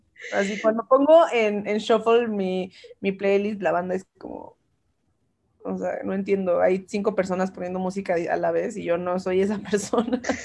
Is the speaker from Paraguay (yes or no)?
no; Colombia; vengo pues de una familia, soy colombiana, entonces, o sea, mi papá es colombiano, y también viví en Colombia, y crecí en Colombia